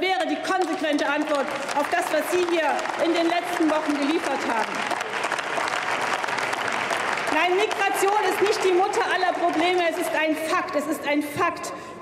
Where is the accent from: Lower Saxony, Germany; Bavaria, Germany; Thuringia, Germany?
Thuringia, Germany; weil es mich als Thüringerin wirklich aufregt, dass jetzt alle anfangen, der Osten zu sagen.